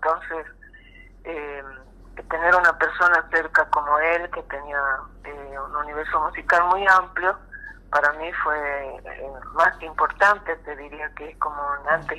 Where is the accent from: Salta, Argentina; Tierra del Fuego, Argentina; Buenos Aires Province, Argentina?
Salta, Argentina; now in Buenos Aires, Argentina; Bueno, yo nací en Salta. He vivido la mitad de mi vida más o menos en Salta y la otra mitad ya me vine a vivir a Buenos Aires.